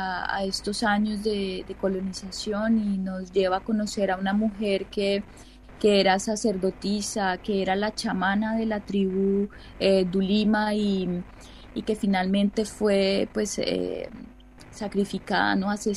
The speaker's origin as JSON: {"language": "Spanish", "town": "Ibagué", "region": "Tolima", "country": "Colombia", "tie": "born there", "said": "yo nací en Ibagué, la diosa, ¿no? Ibagué, Tolima, es una ciudad ubicada en la cordillera central de los Andes, ya."}